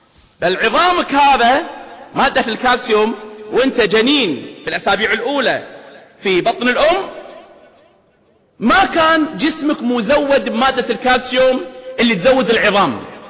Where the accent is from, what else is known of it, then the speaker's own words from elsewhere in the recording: Kuwait; طبعا بلدنا الكويت لها الحصة الكبرى أو كبيرة